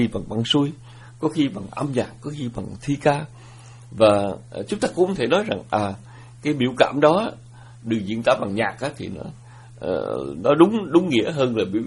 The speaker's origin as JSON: {"language": "Vietnamese", "region": "Southern Vietnam", "country": "Vietnam", "tie": "born or raised there", "said": "chúng tôi nhớ rằng một cái thời còn nhỏ mà chúng tôi lớn lên ở miền Nam nước Việt, thì miền Nam nước Việt là nơi ảnh hưởng của những câu hò, điệu hát, những câu thơ lục bát."}